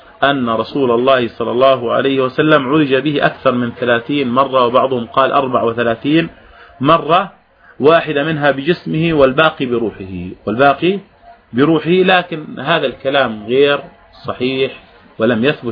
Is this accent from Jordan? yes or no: yes; Jordan; السدر والنبق والدوم هذا كله يعني معروف عندنا في الأردن